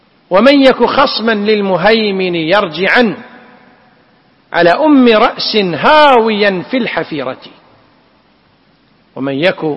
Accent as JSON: {"language": "Arabic", "country": "Kuwait", "said": "وعندنا في الكويت وفي ساحل الخليج العربي الشرقي والغربي"}